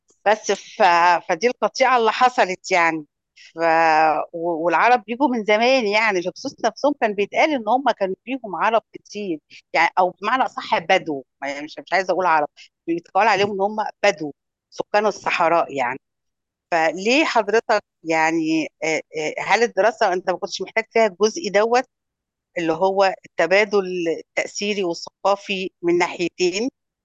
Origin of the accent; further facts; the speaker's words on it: Upper Egypt, Egypt; يعني انا كصعيدية من إناء، يعني الصعيد في إناء احنا بنخبز العيش الشمسي، وده حاجة مصرية قديمة.